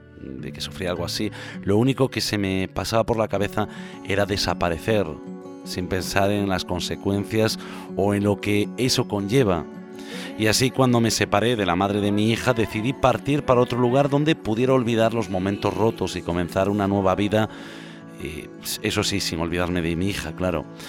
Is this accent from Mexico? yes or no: no; Galicia, Spain; Así que tomé la decisión de volver a mi tierra gallega, tal vez en ella me encontrara con eso que me faltaba.